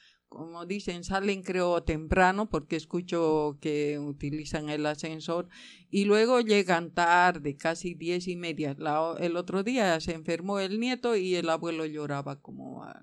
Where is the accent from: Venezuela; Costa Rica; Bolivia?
Bolivia; moved away as an adult; dejé todo, todo allí donde estaba, que soy de Bolivia.